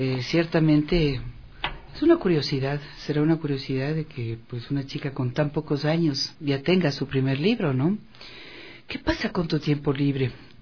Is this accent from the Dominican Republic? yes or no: no; Ecuador; ecuatorianas y ecuatorianos, independientemente de nuestra edad, de nuestra profesión, de nuestro origen